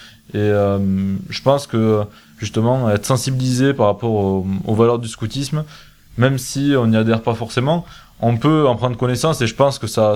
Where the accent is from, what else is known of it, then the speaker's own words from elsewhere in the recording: Nouvelle-Aquitaine, France; Alors, ça doit pas s'entendre. Au micro, je sais pas. En fait, je suis originaire du Lot-et-Garonne.